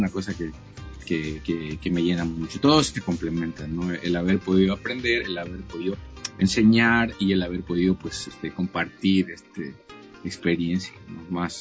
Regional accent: Ecuador; moved away; todas las experiencias que tuve allá en Ecuador, en mi país, de compartir música con grandes músicos

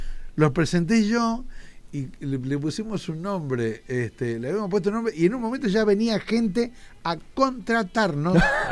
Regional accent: Buenos Aires, Argentina; born there; now in Don Torcuato, Argentina; Nací en Capital Federal, ajá, en Barrio Norte. Y después ahora estoy viviendo en Don Torcuato.

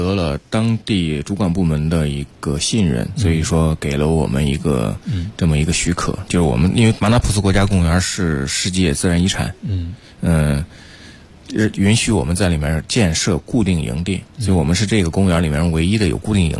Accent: China

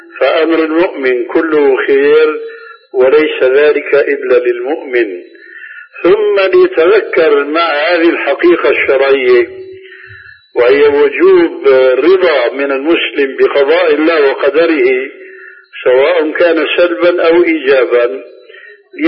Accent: Syria; عندنا في سوريا

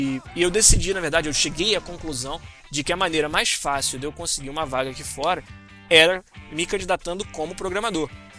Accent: Rio de Janeiro, Brazil; also born or lived in Florianópolis; Eu falo biscoito porque eu sou carioca, pô.

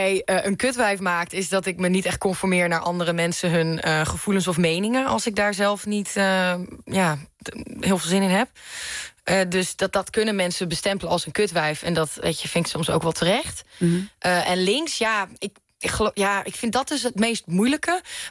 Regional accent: Manderveen, Overijssel, Netherlands; Ja, ik kom uit Twente. Ik kom uit Manderveen. Daar wonen 642 mensen. Dus dat is echt de totale andere kant van Nederland.

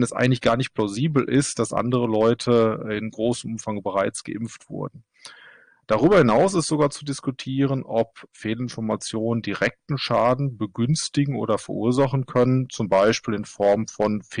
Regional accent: Germany; now in Norway; Ich bin Deutscher, arbeite allerdings in Norwegen.

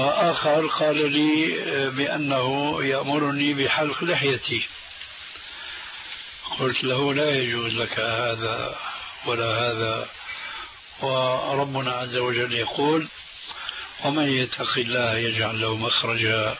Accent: Syria; عندنا في سوريا

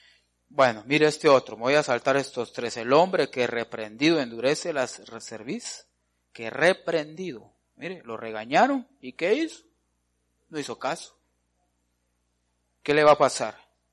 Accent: Guatemala; uno de los defectos, le podría decir nuestros, como latinoamericanos, como guatemaltecos, es de que no somos dedicados.

